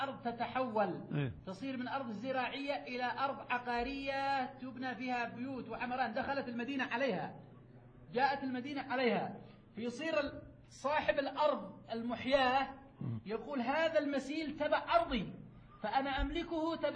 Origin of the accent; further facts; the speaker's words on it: Yemen; المتعارف عليه عندنا في اليمن